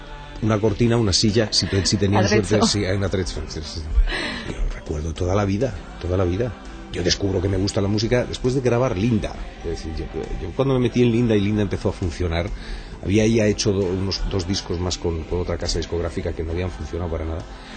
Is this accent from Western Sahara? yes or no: no; Panama; born there; Nací en Panamá de casualidad, porque en aquella época los aviones tenían unos transbordos que duraban 4 días, 5 días.